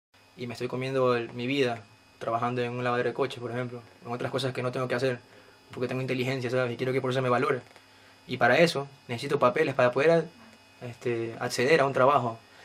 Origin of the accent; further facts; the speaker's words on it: Ecuador; moved away; soy de Ecuador y llevo aquí 3 años.